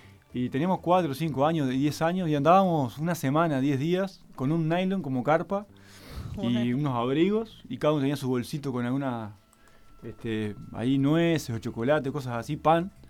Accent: Uruguay; vengo de Uruguay y no conocía Tras la Sierra

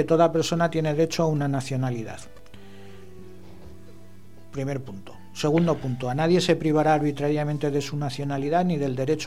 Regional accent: Spain; sobre todo en una cultura como la española, que no estamos acostumbrados a escribir a nuestro diputado

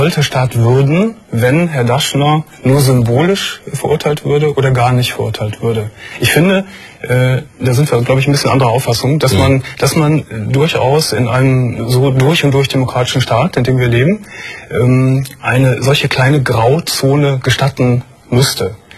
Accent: Berlin, Germany; ich bin eine Berlinerin. … 23 Jahre alt.

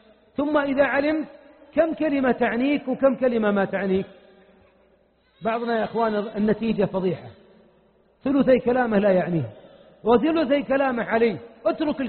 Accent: Najd, Saudi Arabia; أنا ما أتيتكم من نجد

